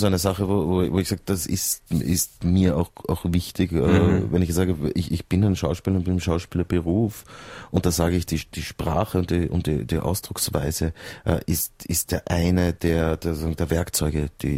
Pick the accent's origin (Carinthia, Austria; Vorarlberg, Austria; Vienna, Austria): Vienna, Austria; du bist doch Österreicher, nicht? Ich komme eigentlich aus Wien.